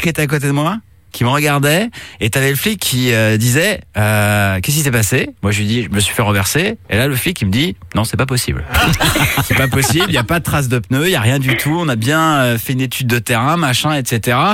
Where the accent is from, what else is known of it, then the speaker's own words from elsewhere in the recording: Brittany, France; je te rappelle que je suis breton.